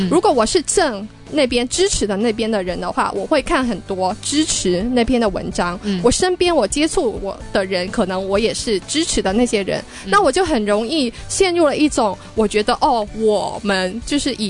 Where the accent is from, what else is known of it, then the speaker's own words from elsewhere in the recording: Hong Kong; 我自己作为一个香港人